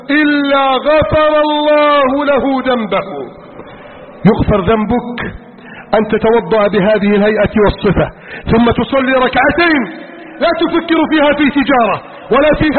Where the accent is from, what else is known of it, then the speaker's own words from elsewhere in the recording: Egypt; واجعل بلدنا مصر آمنا مطمئنا وسائر بلاد المسلمين.